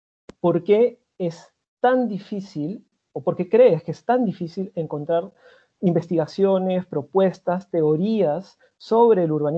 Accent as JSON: {"language": "Spanish", "country": "Peru", "said": "Yo soy de Perú"}